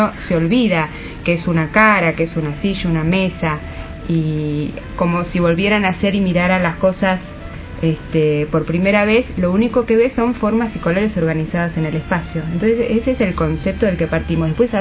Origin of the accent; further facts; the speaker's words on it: Mar del Plata, Buenos Aires Province, Argentina; moved away as an adult; now in Buenos Aires, Argentina; Yo soy marplatense.